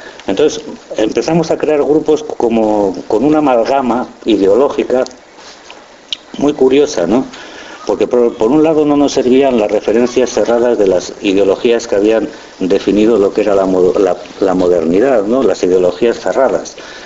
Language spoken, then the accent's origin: Spanish; Basque Country, Spain; Éramos jóvenes, éramos vascos y vivíamos reprimidos como jóvenes y como vascos.